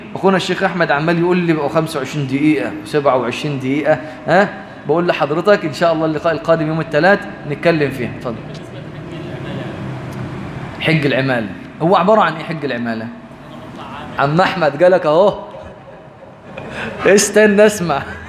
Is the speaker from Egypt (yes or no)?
yes; Egypt; احنا كمصريين بنموت في التسليك